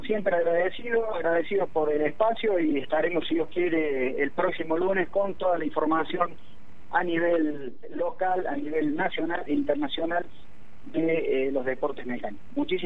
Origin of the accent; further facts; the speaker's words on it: Córdoba, Argentina; now in Huerta Grande, Argentina; ya hace estar un tiempo viviendo aquí en Huerta Grande. Soy oriundo de Córdoba Capital